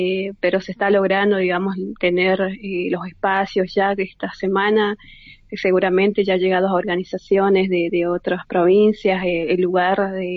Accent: Jujuy, Argentina; acá con nuestra característica, ¿no? Creo que somos jujeña y queremos darle toda la importancia de la territorialidad.

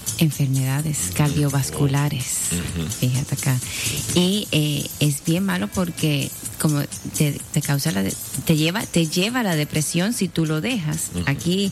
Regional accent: Cuba; yo tuve el privilegio de vivir en mi país, donde nací, en Cuba, y el ambiente, los vecinos, tú conoces a todos los vecinos.

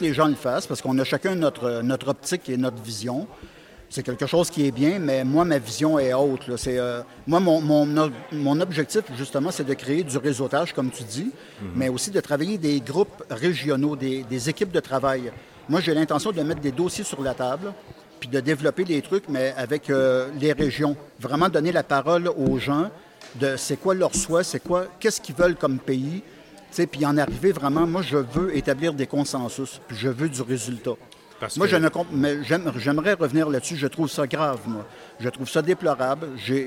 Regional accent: Quebec, Canada; born there; Non, nous, Québécois, moi, je suis né au Québec

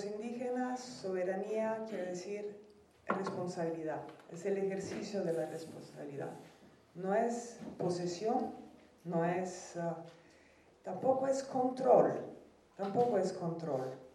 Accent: Italy; Spanish is a second language; Pues, yo soy italiana.

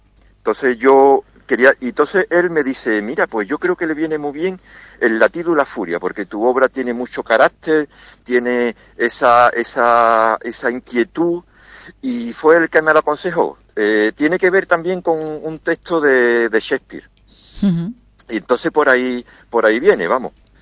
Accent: Jerez, Andalusia, Spain; born there; now in Seville, Spain; yo nací en Jerez, vivo en Sevilla.

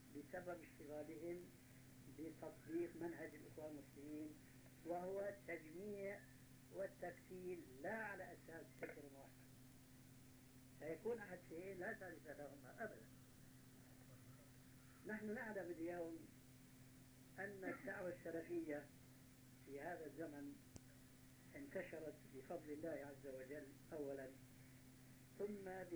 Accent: Damascus, Damascus Governorate, Syria; وأنا عارف وأنا سوري دمشقي كما تعلمون

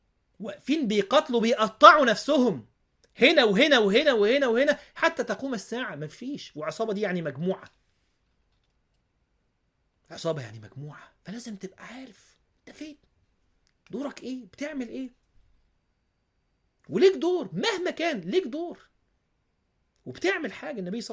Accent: Egypt; ماشي في المول عندنا في مصر

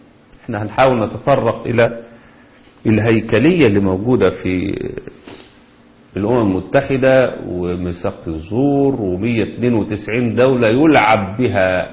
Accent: Egypt; احنا كمصريين بندافع عن

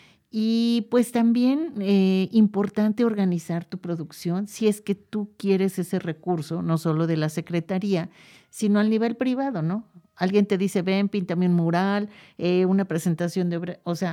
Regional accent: Mexico; A mí cuando llegué me decían, es que ella no nació aquí, pero pues yo soy mexicana, ¿no?

